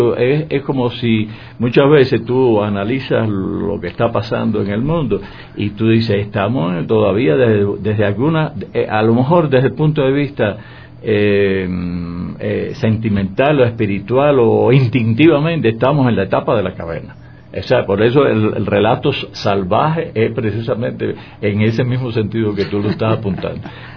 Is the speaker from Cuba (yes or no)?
yes; Cuba; tengo aquí una crítica que salió en la prensa a una, en mi país, en Cuba, en mi provincia, se hace un evento de cine